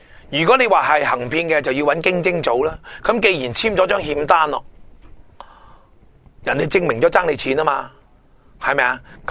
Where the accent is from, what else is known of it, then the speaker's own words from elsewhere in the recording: Hong Kong; 香港好好嘅，大陆对我哋香港人好好嘅。